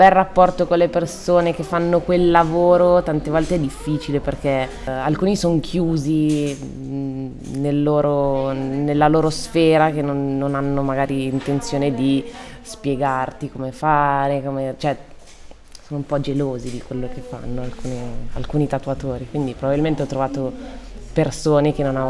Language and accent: Italian; Trezzano sul Naviglio, Lombardy, Italy; also born or lived in Milan; Sono nata a Milano, sono cresciuta a Trezzano, okay, sul Naviglio, dove vivono i miei genitori, e poi ho girato un po' a Segrate, un po' in Città Studi, ho girato un po' di case